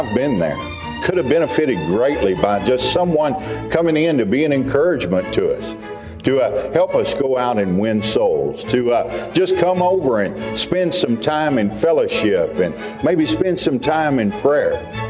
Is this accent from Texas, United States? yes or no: yes; Pasadena, Texas, United States; Down the Houston area, and that's where I grew up in Pasadena, Texas. It's on the southeast side of Houston.